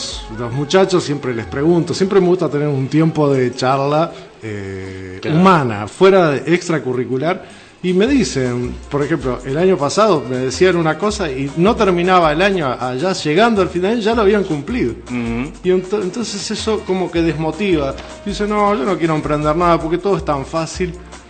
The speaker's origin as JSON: {"language": "Spanish", "country": "Uruguay", "said": "El uruguayo es muy creativo, yo me considero creativo, sí, como uruguayo."}